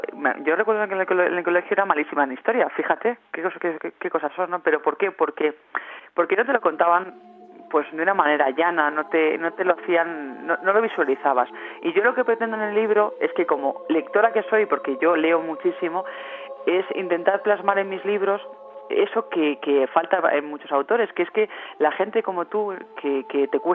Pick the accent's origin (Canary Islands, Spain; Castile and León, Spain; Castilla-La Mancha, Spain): Castile and León, Spain; Valladolid; presento el libro el 24 de septiembre en Valladolid, en mi tierra